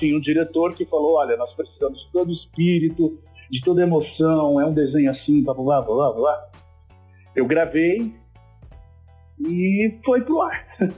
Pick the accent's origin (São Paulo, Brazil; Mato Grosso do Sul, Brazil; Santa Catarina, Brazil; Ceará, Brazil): São Paulo, Brazil; Ribeirão Preto; na minha adolescência em Ribeirão Preto, que eu sou de lá, né?